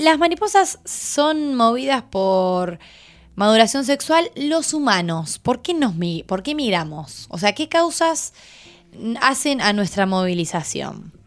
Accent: Neuquén, Argentina; Somos de Neuquén, como ya lo saben nuestros amigos

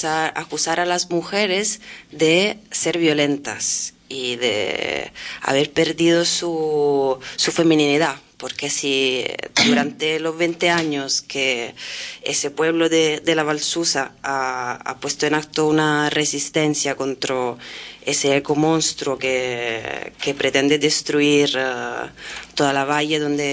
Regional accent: Italy; Claro, y a mí me viene a la cabeza unas historias que están conectadas más con mi país de origen y con ese movimiento

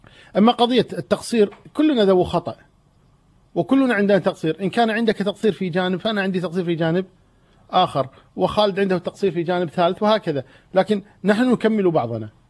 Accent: Kuwait; إحنا نسمي عندنا بالكويت نقول ما يثمن كلامه

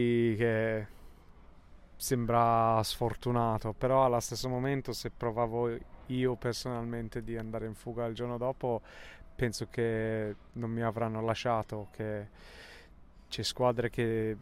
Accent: England, United Kingdom; Italian is a second language; avendo la moglie italiana e io inglese

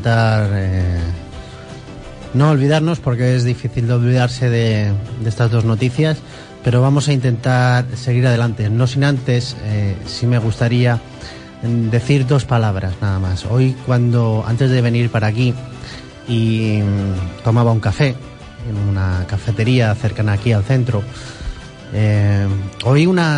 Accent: Spain; Hoy un día trágico para todos los que somos españoles

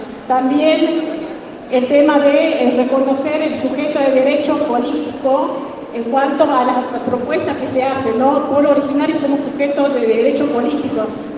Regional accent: Yaguita, Argentina; born there; como pueblo Tolombón, nací en Yaguita

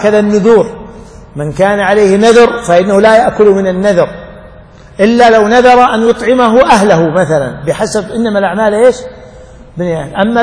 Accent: Najd, Saudi Arabia; والحري يعني قليل عندنا في نجد

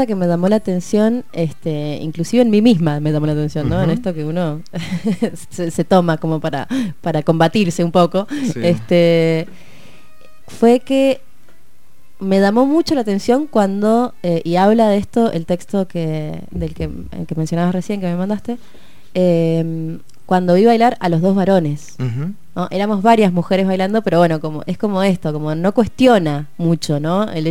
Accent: Mendoza, Argentina; Yo soy mendocina acá también.

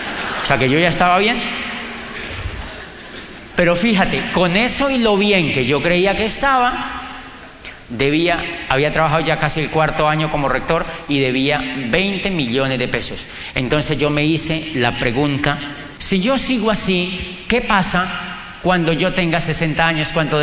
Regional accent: Colombia; moved away as an adult; now in Europe; Y yo le dije, yo vengo de Colombia.

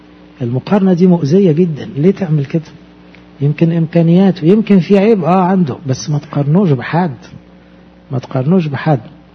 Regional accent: Egypt

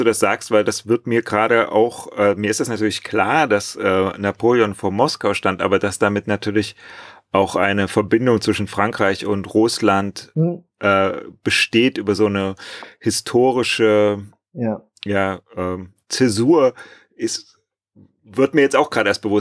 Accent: Germany; Ich komme auch aus der DDR, ich hatte aber tatsächlich 4 Jahre Französisch, aber das ist leider, als hätte ich keins gehabt.

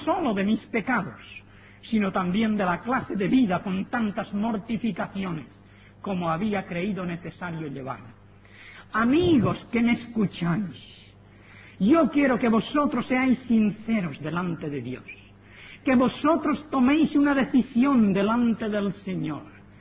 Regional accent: Spain; born there; Yo soy español porque nací en España.

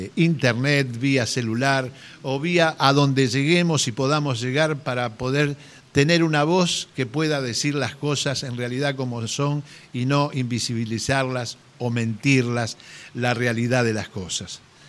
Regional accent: Argentina; decir somos argentinos

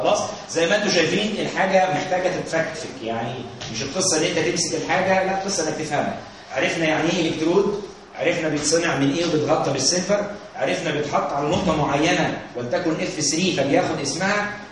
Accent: Egypt; بصوا يا جماعه احنا مصريين كويس كلنا مع بعض، ما فيهاش حد فرنساوي

